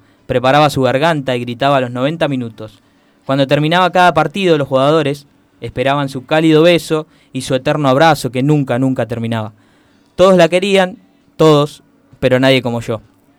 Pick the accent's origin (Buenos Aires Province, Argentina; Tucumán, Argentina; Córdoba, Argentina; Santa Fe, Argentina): Buenos Aires Province, Argentina; Henderson; estando lejos de mi pueblo de Henderson